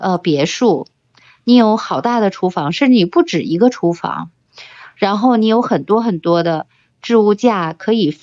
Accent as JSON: {"language": "Chinese", "country": "China", "said": "我其实特别希望我们中国人保持一个爱吃的传统"}